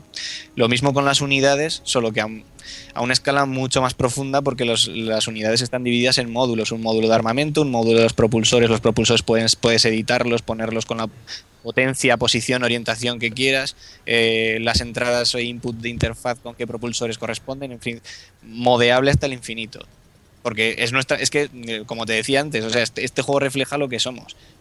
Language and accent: Spanish; Zaragoza, Aragon, Spain; pues dejamos nuestra empresa y volvimos a nuestra tierra, que somos de Zaragoza los dos.